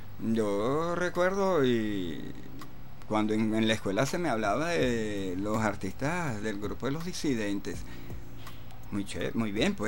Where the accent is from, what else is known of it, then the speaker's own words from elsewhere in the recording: Venezuela; reconocernos primeramente como venezolanos, luego como latinoamericanos